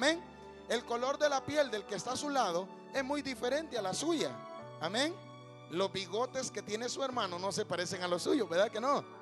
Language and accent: Spanish; Honduras; Yo soy de Honduras